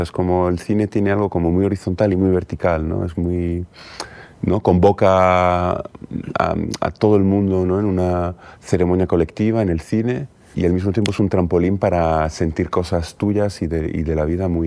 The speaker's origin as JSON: {"language": "Spanish", "region": "Galicia", "country": "Spain", "said": "Precisamente como gallego no es raro que me interese el desierto."}